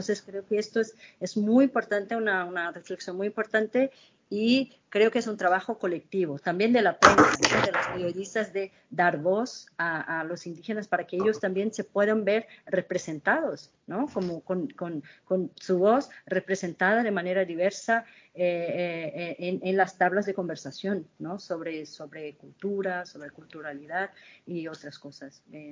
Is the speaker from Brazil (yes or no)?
yes; Brazil; Spanish is a second language; Yo, como brasileña, tengo que controlar mi tristeza